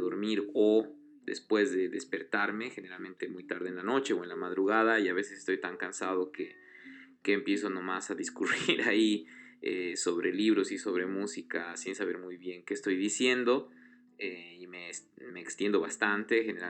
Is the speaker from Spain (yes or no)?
no; Bolivia; soy boliviano